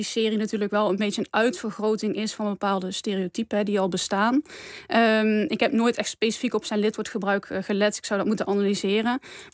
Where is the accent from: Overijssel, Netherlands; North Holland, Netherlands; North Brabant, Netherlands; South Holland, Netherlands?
North Brabant, Netherlands; van huis uit spreek ik zelf ook geen Brabants. Mijn ouders dus ook niet. Je hoort wel dat ik uit Brabant kom, maar ik ben geen echte dialectspreker